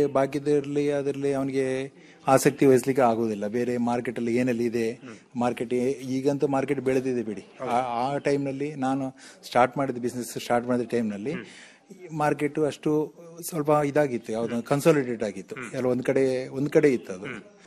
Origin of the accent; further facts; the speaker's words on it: Kasaragod, Kerala, India; also born or lived in Mumbai; now in Kundapura, India; ಮೂಲತಃ ನಾನು ಕಾಸರಗೋಡ್ನವ. ನಾನು ಬಾಂಬೆಲ್ಲ ಸ್ವಲ್ಪ ಜಾಬಲ್ಲೆಲ್ಲ ಇದ್ದೆ.